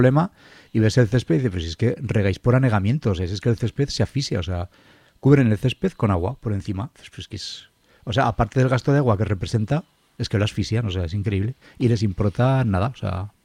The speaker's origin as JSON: {"language": "Spanish", "town": "Zaragoza", "region": "Aragon", "country": "Spain", "said": "somos de Torrero, bueno, y un poco más arriba, pero es lo mismo, que tenemos el privilegio de vivir en los dos barrios que probablemente tienen más árboles, no en Zaragoza"}